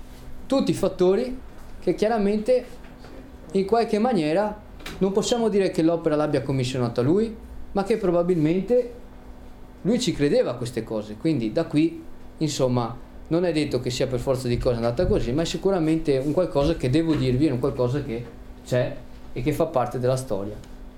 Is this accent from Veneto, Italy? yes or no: yes; Venice, Veneto, Italy; E se io vi dico che sono di Venezia e ho iniziato a fare questa conferenza